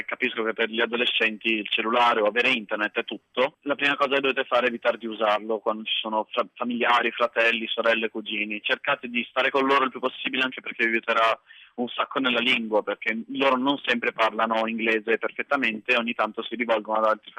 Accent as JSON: {"language": "Italian", "town": "Milan", "region": "Lombardy", "country": "Italy", "lives_now": "Patiala, India", "said": "io vengo da Milano, del centro di Milano"}